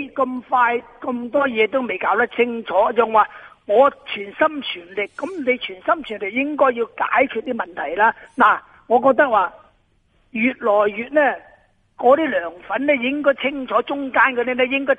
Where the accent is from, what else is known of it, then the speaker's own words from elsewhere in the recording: China; 全世界我哋中国人嘅光荣嚟噶